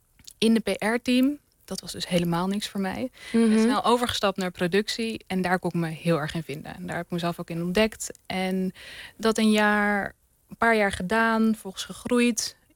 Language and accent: Dutch; Leiden, South Holland, Netherlands; also born or lived in The Hague; Ja, ik ben geboren in Den Haag, getogen in Leiden. Maar ik heb een Indiaanse afkomst inderdaad.